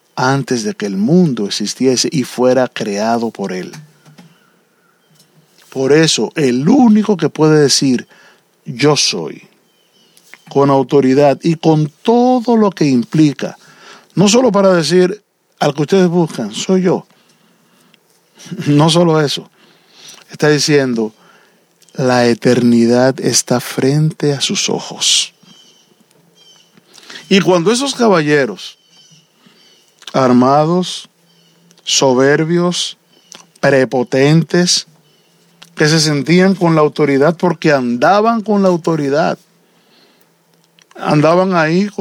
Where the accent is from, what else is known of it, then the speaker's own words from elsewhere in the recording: Dominican Republic; Y mi mamá nació a los 5 años de que ese caballero fuera presidente allá en la República Dominicana.